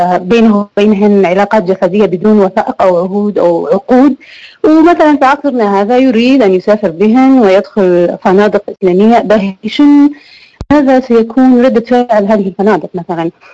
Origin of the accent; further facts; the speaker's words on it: Libya; انا من ليبيا.